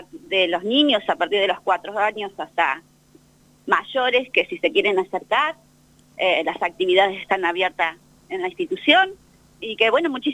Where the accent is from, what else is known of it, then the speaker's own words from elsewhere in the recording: Bahía Blanca, Buenos Aires Province, Argentina; now in Santa Rosa, Argentina; yo soy de Bahía Blanca, pero bueno, hace años que estoy acá en Santa Rosa